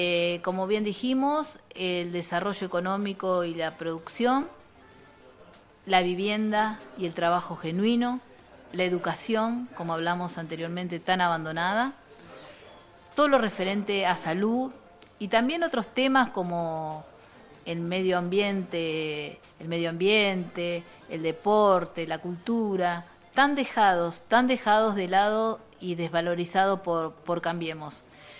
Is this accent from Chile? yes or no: no; Buenos Aires, Argentina; yo que vengo del pueblo de Eva